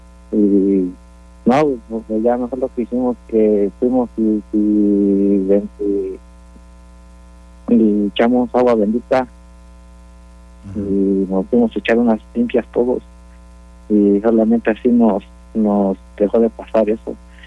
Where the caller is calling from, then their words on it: Austin, Texas, United States; Sí, fue aquí. Aquí fue donde pasó eso.